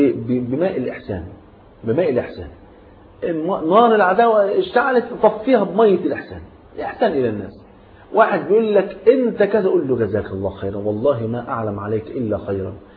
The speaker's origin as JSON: {"language": "Arabic", "country": "Egypt", "said": "يعني المثل حتى عندنا في مصر يقول لك أنا غني وأحب الهدية"}